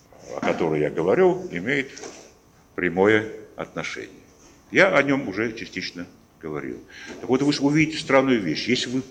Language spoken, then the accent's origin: Russian; Georgia; Russian is a second language; Мы, конечно, как грузины можем сказать так, что мы маленькая нация